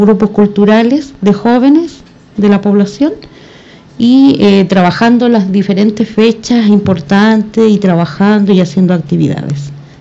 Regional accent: Machalí, O'Higgins, Chile; Por lo menos yo no nací en Puente Alto. Vengo de la sexta región, de Machalí, de la población Salvador Allende en Machalí, y me inicié cuando tenía 14 años.

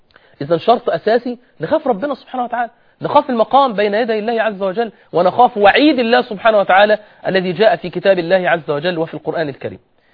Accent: Egypt; يعني مثلا احنا عندنا في مصر أغلب الفتيات غير منتقبات

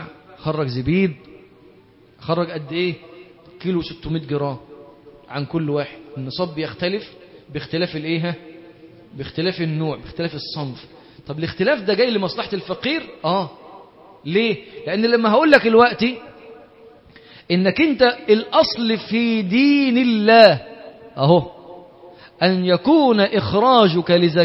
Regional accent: Monufia Governorate, Egypt; انا مثلا انا من المنوفيه اصلا، احنا كان الرز ده عندنا هناك لا نعرفه ولا نراه الا يوم السبت

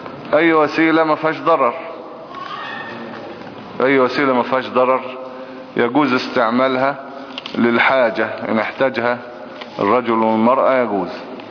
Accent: Egypt; مش مصلحة ان احنا نقعد نطحن في بعض ونموت بعض يعني كمصريين يعني.

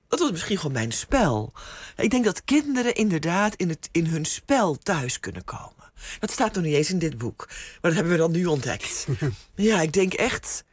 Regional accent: Wieringermeer, North Holland, Netherlands; born there; mijn vader in het onderwijs werkte en mijn moeder huisvrouw was. Ook enigszins ontheemd, omdat ze allebei uit het oosten van het land kwamen en toen in de Wieringermeer zijn neergestreken waar ik geboren ben

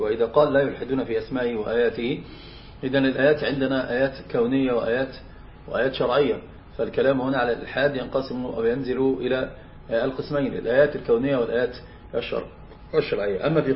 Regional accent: Egypt; فطبعا هناك عندنا في مصر مثلا

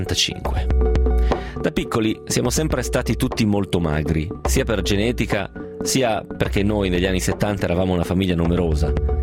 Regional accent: Trento, Trentino-Alto Adige, Italy; ho 50 anni e vengo da Trento.

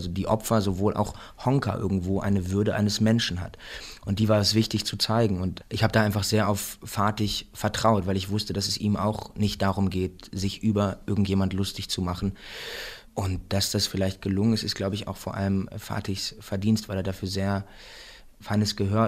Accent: Remscheid, North Rhine-Westphalia, Germany; now in Berlin, Germany; ich komme halt aus Remscheid und ich wohne jetzt in Berlin

